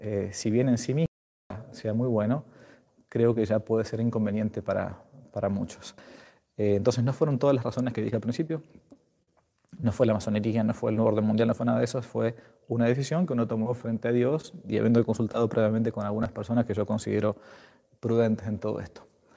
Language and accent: Spanish; Argentina; Ahora que en mi país poco a poco se va ablandando la cosa, todavía los templos en Argentina no están abiertos para la misa pública